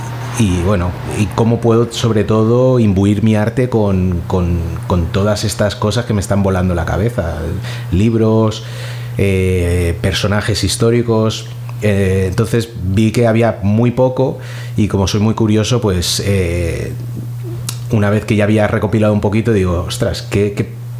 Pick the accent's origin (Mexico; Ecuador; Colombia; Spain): Spain; Valencia, Valencian Community; De aquí, de Valencia, de padre haitiano y de madre valenciana.